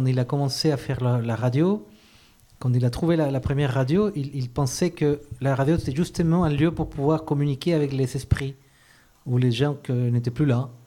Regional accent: Chile; French is a second language; Quand j'étais petit, j'étais au Chili, il y avait la dictature

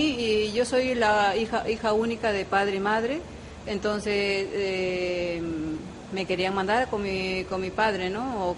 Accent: Peru; fueron los primeros que ayudaron a Perú para salir adelante. Y puedo decir que mi tierra está económicamente muy, muy bien en estos momentos.

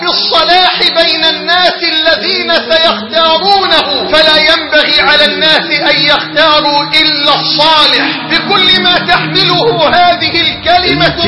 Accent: Egypt; اللهم ارزق بلدنا مصر حاكما ربانيا صالحا.

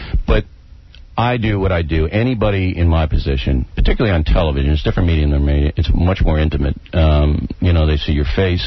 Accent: Levittown, New York, United States; Look, I'm from Levittown, you're from Roosevelt.

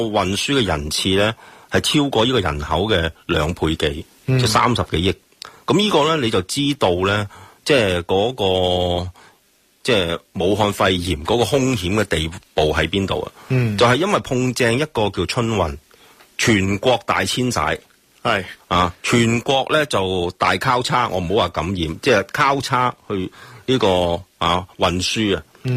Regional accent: Hong Kong; 另外我哋香港人呢都好多人要回乡㗎嘛

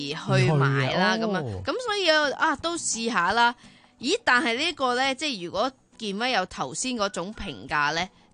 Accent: Hong Kong

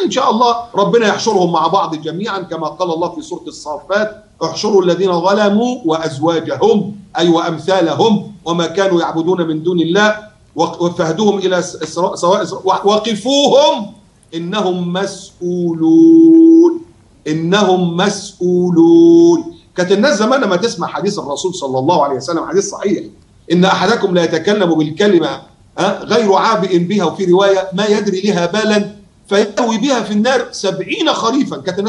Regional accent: Egypt; احنا مصريين

